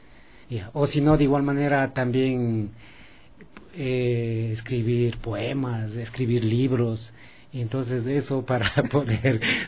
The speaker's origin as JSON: {"language": "Spanish", "town": "Tumbaco", "region": "Pichincha", "country": "Ecuador", "said": "nosotros somos originarios de acá del cantón Quito, de parte de papá. Somos de Tumbaco, Pifo, en lo que es las comunidades de La Cocha."}